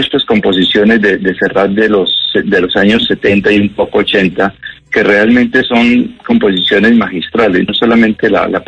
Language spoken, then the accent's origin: Spanish; Bogotá, Bogotá Capital District, Colombia; also born or lived in London; now in Cali, Colombia; yo no soy de Cali. Yo soy bogotano, a la puro bogotano como tú.